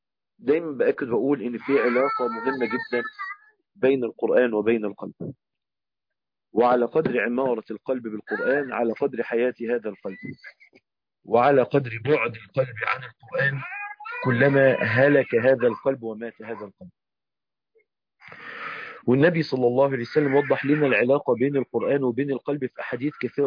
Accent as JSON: {"language": "Arabic", "country": "Egypt", "said": "زي ما بنقول عندنا في مصر، الأرض دي تموت."}